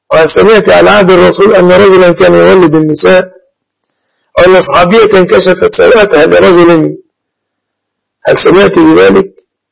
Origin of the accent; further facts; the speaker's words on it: Egypt; وإما في بلادنا مصر مثلا إن استطعت أن تقول نصف الشعب المصري ساكن مؤزر